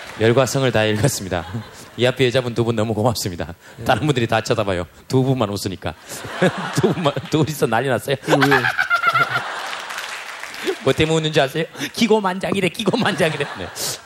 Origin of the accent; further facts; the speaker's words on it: Gyeongsang, South Korea; 제가 경상도 사람이라